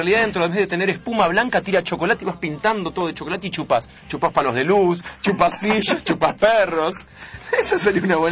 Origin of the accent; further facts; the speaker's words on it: Mar del Plata, Buenos Aires Province, Argentina; Soy de Mar del Plata.